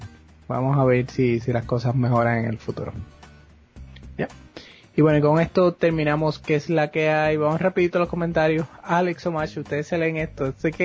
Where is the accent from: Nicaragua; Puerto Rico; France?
Puerto Rico; Hatillo; porque yo crecí en Atillo, pues, no, íbamos a los cines de Arecibo